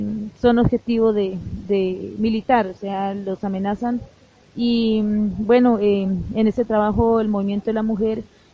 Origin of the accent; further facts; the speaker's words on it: Toribío, Cauca, Colombia; vengo de la desde Colombia, del municipio de Toribío, pertenezco al proyecto NASA, es el plan de vida de la comunidad indígena de nuestro territorio.